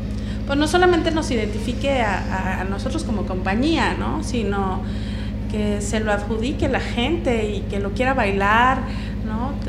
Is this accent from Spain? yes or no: no; Mexico; la realidad es que todos somos mexicanos, todas somos mexicanas de aquí